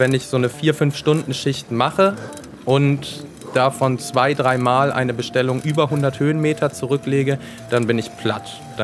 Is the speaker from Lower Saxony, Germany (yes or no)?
yes; Braunschweig, Lower Saxony, Germany; moved away as an adult; now in Stuttgart, Germany; Ich komme ursprünglich aus Braunschweig. Ich bin 2010 nach Stuttgart gezogen, habe hier Architektur studiert